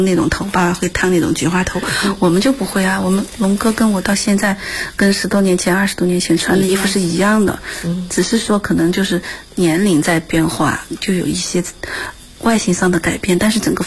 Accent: Chengdu, Sichuan, China; 因为我是成都人

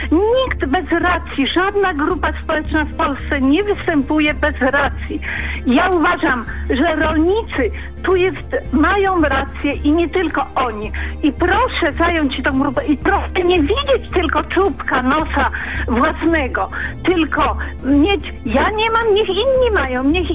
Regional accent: Łódź, Łódź Voivodeship, Poland; aktualnie przebywam w zachodniopomorskim, ale pochodzę z Łodzi.

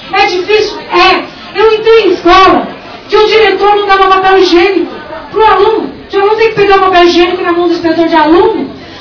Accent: Cubatão, São Paulo, Brazil; Eu moro no mesmo lugar, na mesma casa, tenho os mesmos vizinhos, e nasci em Cubatão, sou filha, neta, bisneta, tataraneta de cubatense

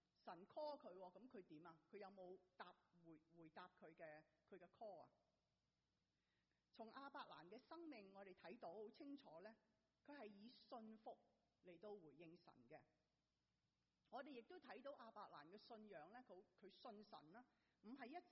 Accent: Hong Kong; moved away as an adult; now in United States; 我由香港来到美国读大学

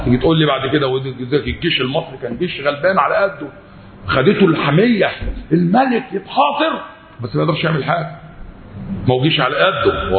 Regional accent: Egypt; إحنا أصبحنا حياتنا كمصريين أصبحنا نقلد الخلايجة

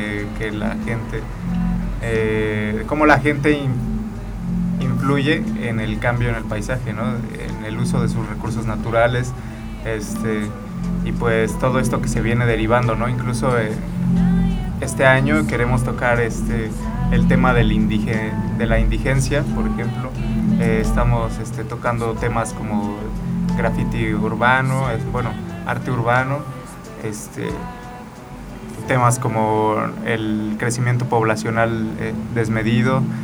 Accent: Jiutepec, Morelos, Mexico; ya hemos venido trabajando aquí en Jutepec y pues nos interesa mucho, somos de Jutepec.

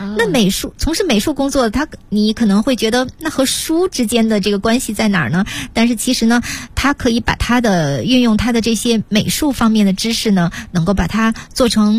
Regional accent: China; 《诗经》那真是我们中国人的国粹国宝。

